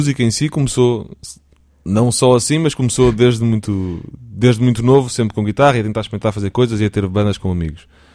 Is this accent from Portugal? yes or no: yes; Portugal; somos portugueses, temos que cantar em português